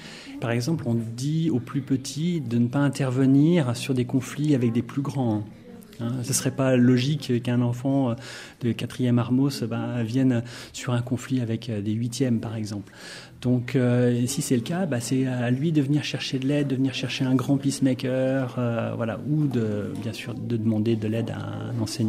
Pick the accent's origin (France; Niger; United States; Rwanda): France; Mon père était notaire et on était dans un village très rural. Et voilà, c'était le notable de la région. Je suis français, donc ça se passait en France.